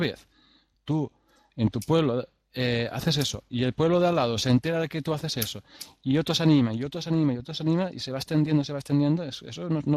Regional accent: Caudete, Castilla-La Mancha, Spain; Mi pueblo es Caudete, o sea, pongo un vídeo que ponga Caudete

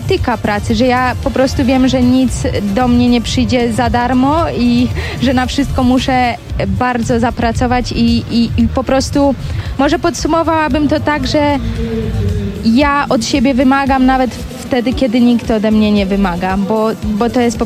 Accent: Bydgoszcz, Kuyavian-Pomeranian Voivodeship, Poland; now in Girona, Spain; nie ukrywam, że pochodzę z Bydgoszczy, a tam tereny do przede wszystkim treningu kolarskiego nie są najlepsze, bo są po prostu bardzo płaskie

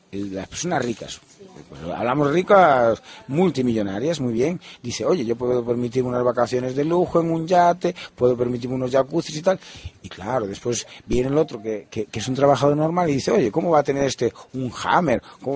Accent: Galicia, Spain; Yo soy gallego.

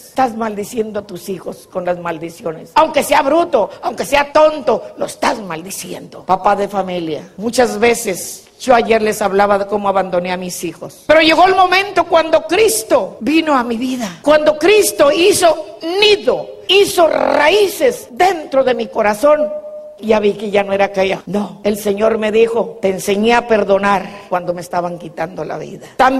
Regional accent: Mexico; porque yo soy mexicana, no porque tenga Davis. No, hombre, soy mexicana y como mexicana conozco mi cultura.

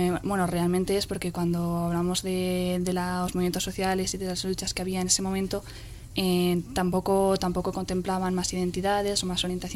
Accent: Pamplona, Navarre, Spain; Yo soy de Iruña y en Iruña participo en la plataforma 28J

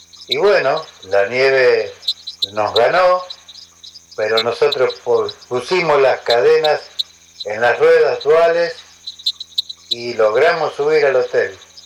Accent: Mendoza, Argentina; born there; moved away as an adult; now in Buenos Aires, Argentina; Yo soy nacido en Mendoza y viajé para Buenos Aires a los 18 años

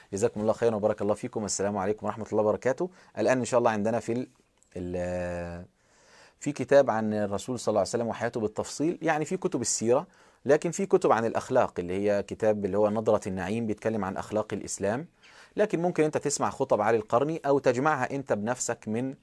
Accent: Egypt; وكان في راجل فلاح عندنا في مصر قام يخطب الجمعة

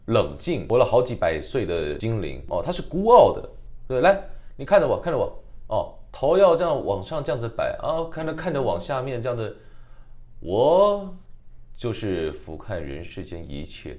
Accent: Taiwan; accent: Taiwanese; 那我们台湾口音是我们台湾的标准普通话

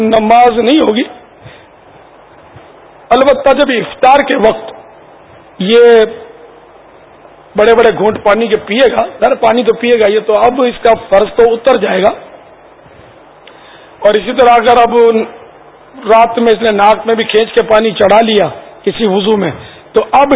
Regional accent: Pakistan; ہم پاکستانی ہیں تو لگائیں گے نظر، پاکستان کی پیدائش ہے میری، تو ہمارا وطن ہے،

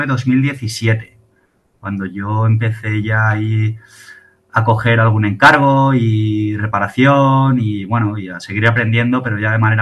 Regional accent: Madrid, Community of Madrid, Spain; yo nací en Madrid y bueno, y vivo en Madrid.

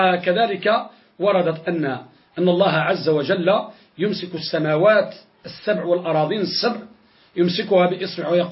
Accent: Morocco; كذلك عندنا في المغرب

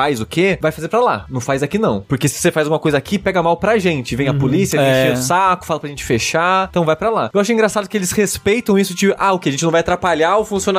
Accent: Coronel Fabriciano, Minas Gerais, Brazil; also born or lived in Belo Horizonte; now in São Paulo, Brazil; eu cresci em Fabriciano, né? Depois eu fui morar BH e aí estou aqui em São Paulo agora.

